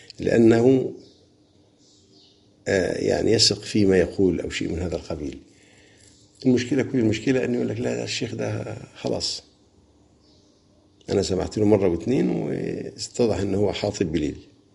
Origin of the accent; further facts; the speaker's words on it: Egypt; عندنا في مصر قراءة حفص